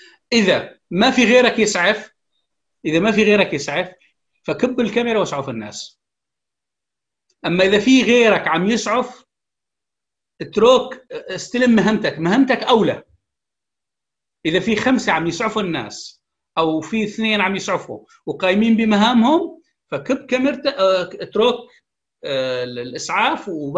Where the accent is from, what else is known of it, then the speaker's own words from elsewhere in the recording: Syria; لا تحث على زيادة الشرخ في المجتمع السوري إذا كنا كسوريين